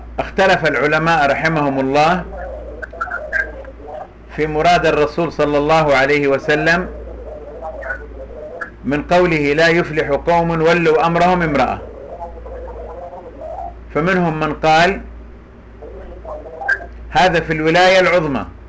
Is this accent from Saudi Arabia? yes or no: yes; Saudi Arabia; مثل هذه القضية حصلت عندنا في السعودية